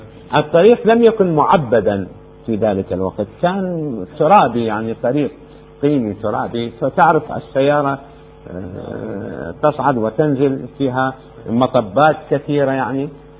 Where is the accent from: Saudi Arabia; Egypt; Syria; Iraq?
Iraq; Amarah, Maysan; في العمارة عندنا في العراق، محافظة ميسان الآن يسموها